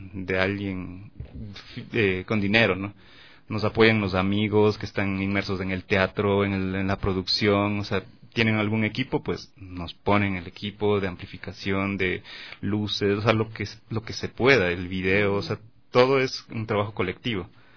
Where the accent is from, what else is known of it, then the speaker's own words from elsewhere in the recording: Ecuador; porque al final somos ecuatorianos y todo el sonido está ahí.